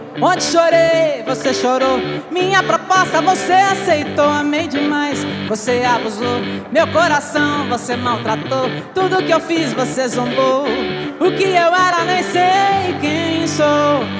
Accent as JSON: {"language": "Portuguese", "region": "Mato Grosso", "country": "Brazil", "tie": "born there", "said": "Eu nasci no Mato Grosso e lá a música sertaneja é muito forte."}